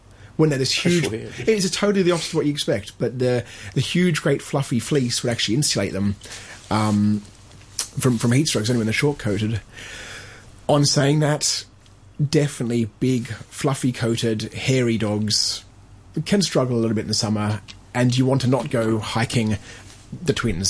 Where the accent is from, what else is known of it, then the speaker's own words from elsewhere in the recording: Australia; Oh, look, and I think I came from Australia and I think it's the same there.